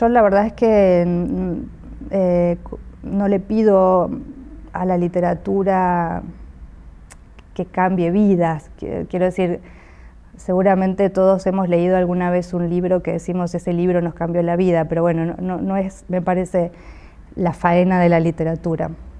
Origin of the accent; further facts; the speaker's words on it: Argentina; soy escritora y soy de Argentina.